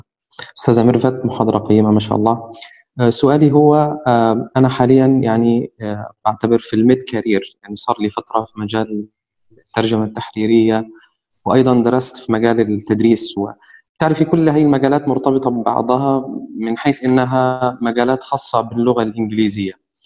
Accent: Egypt; now in Kuwait; أنا من مصر وحاليا مقيم بالكويت

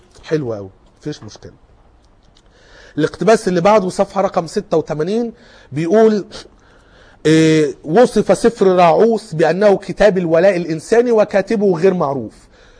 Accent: Cairo, Cairo Governorate, Egypt; ايه مشهور عندنا في القاهرة لكن يمكن هنا في مطروح مش فيه

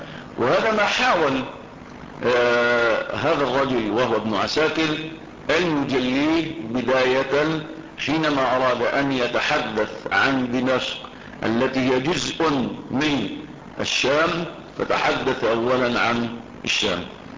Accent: Egypt; البدرشين دي بلد عندنا في مصر

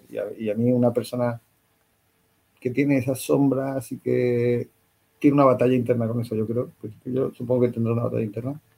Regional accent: Spain; soy un cómico de España

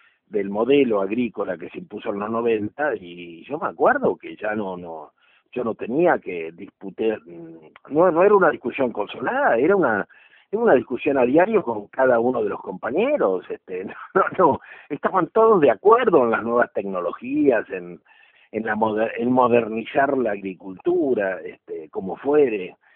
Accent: Argentina; también destinó todo el esfuerzo que teníamos como argentinos, como país, a un tema absolutamente secundario

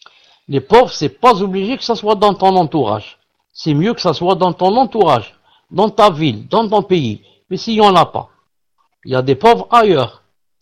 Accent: Algeria; Un pauvre chez nous en Algérie, c'est quelqu'un de riche

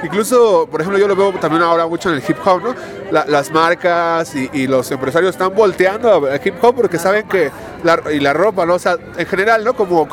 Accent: Mexico; ese estándar de calidad que debemos de cubrir como mexicanos

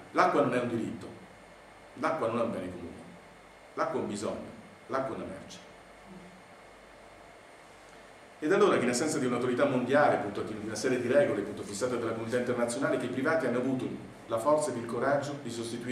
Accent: Milan, Lombardy, Italy; Io vengo da Milano, dove praticamente risorgeva tutta l'acqua, zampilla, nelle varie parti della città, zona San Siro.

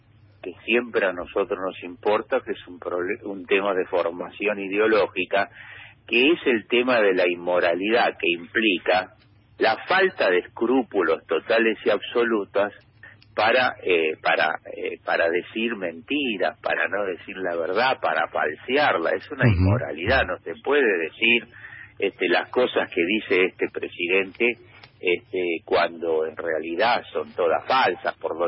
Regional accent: Buenos Aires, Argentina; ya que yo soy porteño

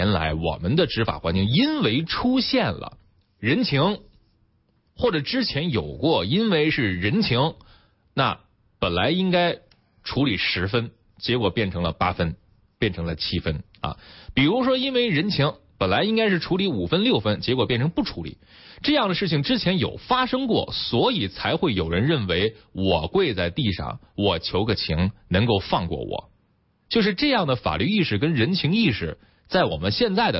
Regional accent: China; 这个我们中国人都喜欢讲价。

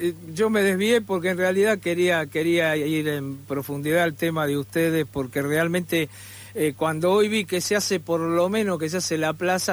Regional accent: Buenos Aires, Argentina; los que somos de Boedo, yo soy de Boedo también

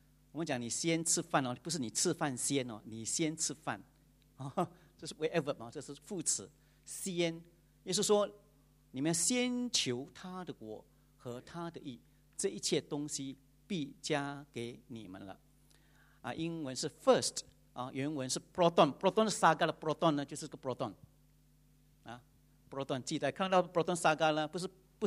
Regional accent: Johor, Malaysia; moved away as an adult; now in Seremban, Malaysia; 我的家乡在Johor，我是Johor人， 但是现在已经变成芙蓉人。我大是1998年来到芙蓉的

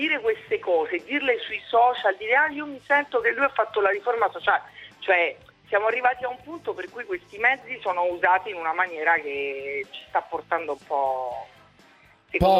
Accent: Southern Italy, Italy; se ci mettiamo a parlare si sente, a voglia che si sente che sono del sud

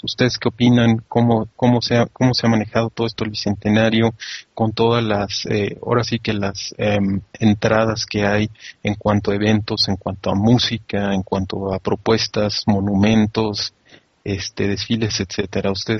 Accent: Mexico; sigo siendo tan mexicano porque nací en este país y punto

